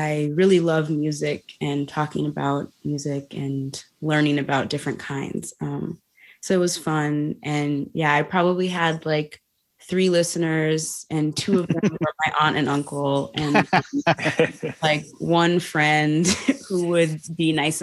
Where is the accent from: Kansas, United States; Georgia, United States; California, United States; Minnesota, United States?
Minnesota, United States; Minneapolis; I am from Minneapolis. I was born here and lived here my whole life.